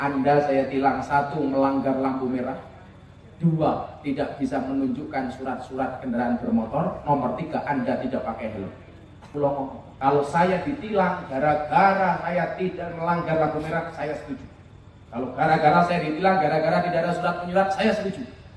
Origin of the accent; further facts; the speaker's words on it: Ponorogo, East Java, Indonesia; Kita sebagai orang Ponorogo harus paham, ternyata baik NU dan Muhammadiyah memberikan sumbangsih yang luar biasa untuk perjuangan dan kemerdekaan bangsa Indonesia.